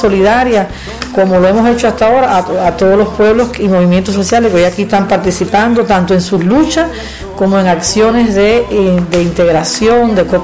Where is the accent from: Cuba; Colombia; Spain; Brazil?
Cuba; soy cubana y estoy aquí representando